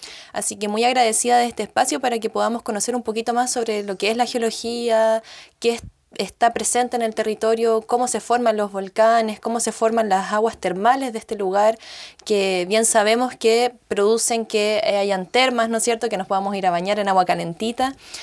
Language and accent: Spanish; Santiago, Santiago Metropolitan, Chile; yo estuve nacida y criada en Santiago, allá en la ciudad, y allá siempre me sentí muy conectada a lo que eran las montañas.